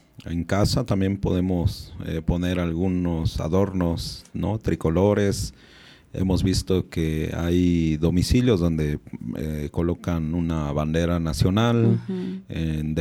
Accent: Mexico; tenemos una identidad también como pueblo originario y una identidad también como mexicana y mexicano.

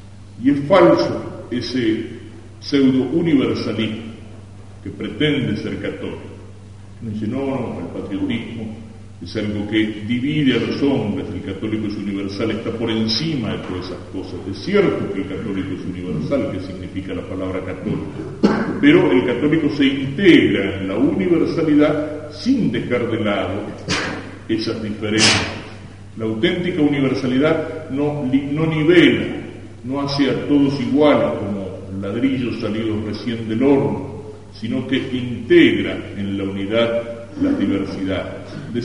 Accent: Argentina; también tendremos que santificarnos como argentinos, en el amor a la propia patria.

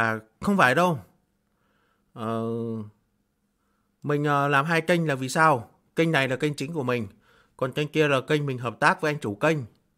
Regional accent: Co Loa, Hanoi, Vietnam; À, mình ở Cổ Loa Đông Anh bạn ơi. Hà Nội nhá. Thành phố Hà Nội. Thành phố Hà Nội, huyện Đông Anh. Xã Cổ Loa.

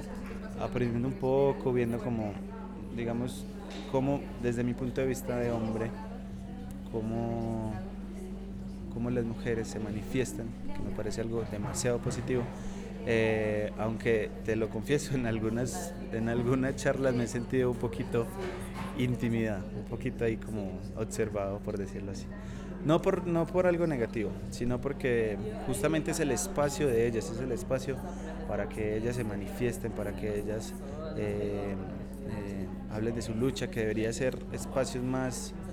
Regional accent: Medellín, Antioquia, Colombia; Soy de Medellín, Colombia, artista plástico. Ahorita estoy haciendo trabajo colaborativo aquí en el Martadero, como parte de mi viaje

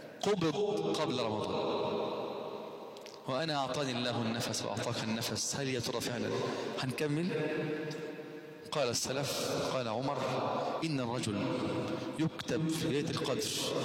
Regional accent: Egypt; عندنا في مصر الفجر في مصر وفي بعض الدول في اشكال شوية انه بأذن بدري 20 دقيقة وربع ساعة او 10 دقائق

